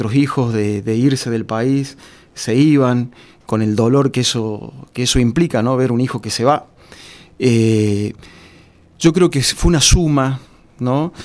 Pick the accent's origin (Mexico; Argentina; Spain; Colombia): Argentina; yo creo que también se da en un contexto en que nosotros como argentinos habíamos llegado al hartazgo